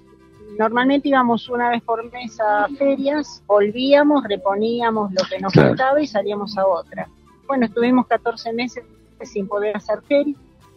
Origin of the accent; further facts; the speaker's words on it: Merlo, Buenos Aires Province, Argentina; Yo soy de Merlo, provincia de Buenos Aires.